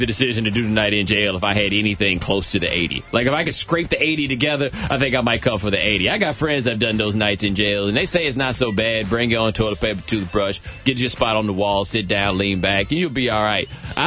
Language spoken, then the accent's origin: English; Texas, United States; Like I said, man, I'm from Texas.